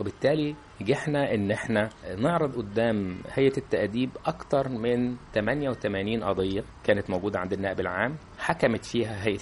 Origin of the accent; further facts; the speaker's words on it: Luxor, Luxor Governorate, Egypt; أنا يعني من الأقصر، وإحنا عندنا قواعد حاكمة في الاختيار بتبقى أقرب